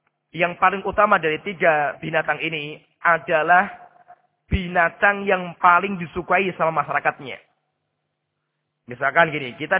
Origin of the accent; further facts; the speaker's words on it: Salatiga, Central Java, Indonesia; Seperti di kampung saya di Salatiga. Salatiga itu hampir mayoritas masyarakat gak suka kambing.